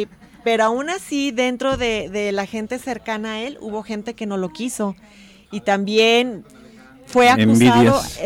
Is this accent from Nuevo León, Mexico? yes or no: no; Guadalajara, Jalisco, Mexico; Hay que conocer como tapatíos y jaliscienses que hay obras importantes